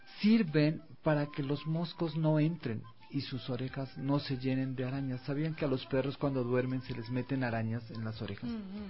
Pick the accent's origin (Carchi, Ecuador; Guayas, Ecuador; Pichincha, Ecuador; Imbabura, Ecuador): Carchi, Ecuador; Soy del Carchi, Tierra Linda, bueno.